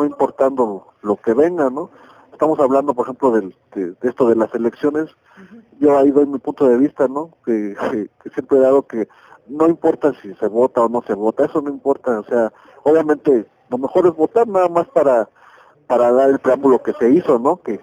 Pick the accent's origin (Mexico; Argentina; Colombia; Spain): Mexico; lo que nos hace falta como mexicanos pues es valor